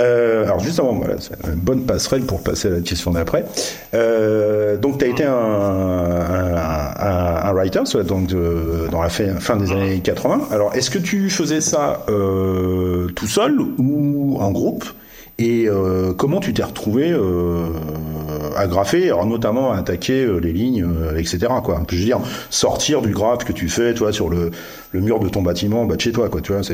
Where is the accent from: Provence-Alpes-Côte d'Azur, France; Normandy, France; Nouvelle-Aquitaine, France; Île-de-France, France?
Île-de-France, France; Mantes-la-Jolie; born there; Parce que moi, je suis né à Mantes.